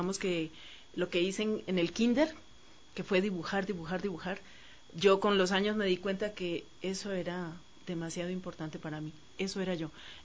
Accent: Cali, Valle del Cauca, Colombia; nací en Cali, clima caliente, muy fuerte, la música

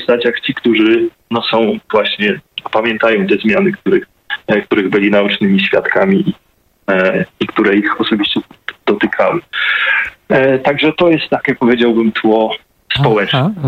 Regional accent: Pionki, Masovian Voivodeship, Poland; Ja faktycznie pochodzę z małego miasta postrobotniczego, miasta, które jest bardzo ciekawym przykładem, bo właściwie całe zostało ufundowane na istniejących tam właśnie w moich rodzinnych pionkach, na zakładach broni

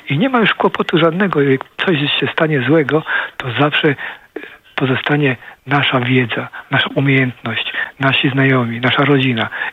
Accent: Poznań, Greater Poland Voivodeship, Poland; also born or lived in Ottawa / Vancouver; now in Gdynia, Poland; No jestem poznaniakiem, urodziłem się w Poznaniu, mam całą rodzinę w Poznaniu.

